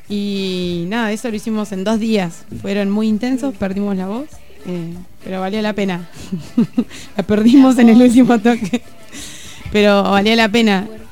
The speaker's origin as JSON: {"language": "Spanish", "region": "Chubut", "country": "Argentina", "said": "como somos de Chubut, nos salió la movida de ir a tocar primero a Trelew"}